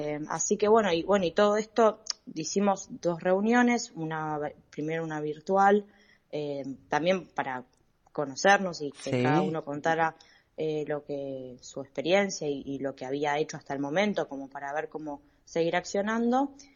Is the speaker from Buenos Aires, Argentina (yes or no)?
yes; La Boca, Buenos Aires, Argentina; en mi caso, yo soy de La Boca, estuve con problemas de agua, ya no